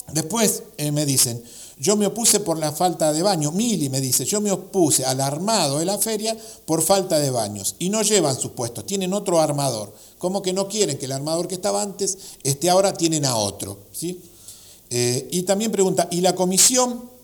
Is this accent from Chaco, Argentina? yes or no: no; Remedios de Escalada, Buenos Aires Province, Argentina; a nosotros, que somos separatistas acá de Remedio de Escalada